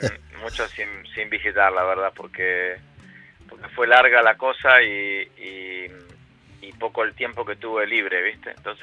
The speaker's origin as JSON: {"language": "Spanish", "country": "Argentina", "said": "vengo de Argentina, como sabías."}